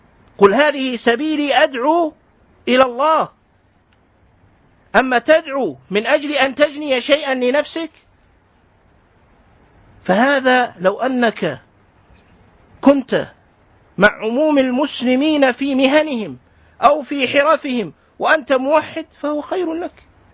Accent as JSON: {"language": "Arabic", "country": "Kuwait", "said": "اليوم خطبة الجمعة عندنا في الكويت الرسمية التي أذيعت في المذياع"}